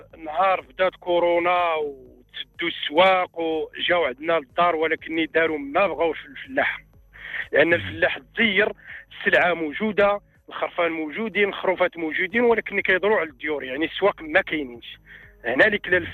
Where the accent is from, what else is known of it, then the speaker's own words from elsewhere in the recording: Tizitine, Rabat-Salé-Kénitra, Morocco; من تيزيتين بأيت حمو بولمان قيادة أيت ميمون إقليم الخميسات